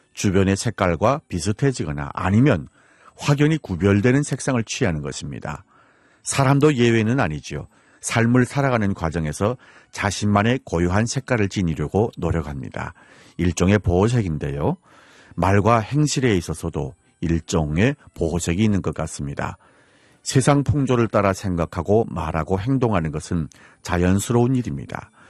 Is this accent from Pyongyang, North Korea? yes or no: no; Hamhung, South Hamgyong, North Korea; now in Seoul, South Korea; 저는 함흥에서 온